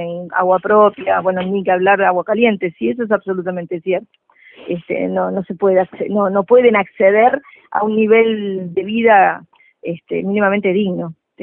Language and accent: Spanish; Uruguay; Te lo digo como uruguaya. Nosotros, bueno, claro, en el Uruguay tenemos una clase media muy potente